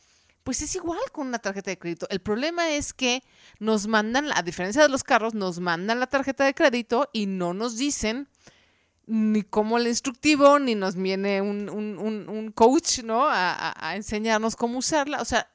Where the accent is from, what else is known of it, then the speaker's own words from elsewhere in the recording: Mexico; es hacer que ya no pidamos prestado como mexicanos, como cultura